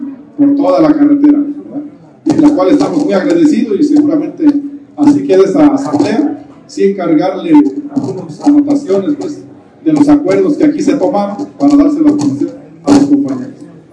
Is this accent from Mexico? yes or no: yes; Mexico; Alzar la voz entre todos como buenos mexicanos